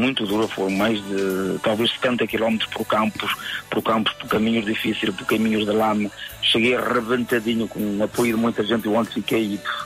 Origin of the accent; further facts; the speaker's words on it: Arcos de Valdevez, Norte, Portugal; mas como arcoense e orgulhoso de ser arcoense, até a Vila d'Arcos de Valdez.